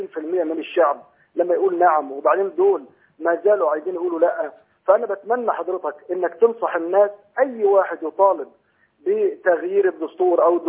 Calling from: United States; إنه بالنسبة لقناة الناس عندنا في أمريكا بتيجي صعبة شوية، إحنا بنجيبها من ساتلايت،

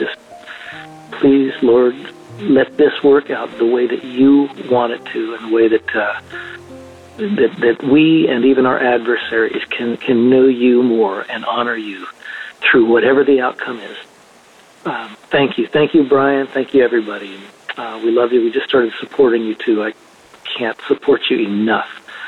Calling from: Florida, United States; I'm calling from Florida.

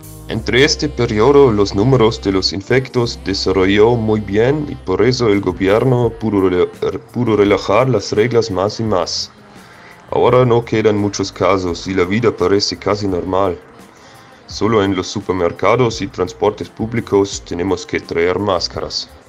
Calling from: Austria; de Austria y quiero saludar a mi querida Argentina

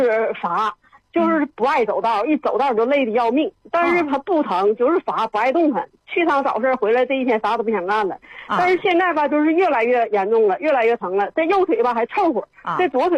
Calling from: Shenyang, Liaoning, China; 我沈阳的。

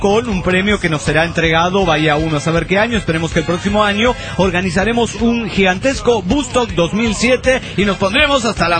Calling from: Venado Tuerto, Santa Fe, Argentina; de Venado Tuerto, provincia de Santa Fe, República Argentina.

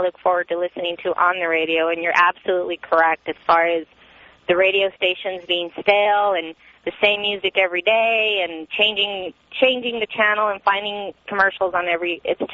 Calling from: Phoenix, Arizona, United States; I'm calling from Phoenix

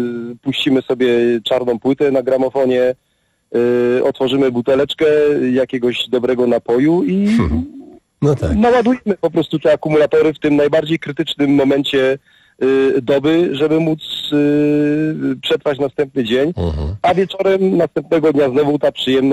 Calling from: Katowice, Silesian Voivodeship, Poland; dzwonię z Katowic, ale jestem troszeczkę duchowo z Warmii, a troszeczkę duchowo z Beskidu Śląskiego.

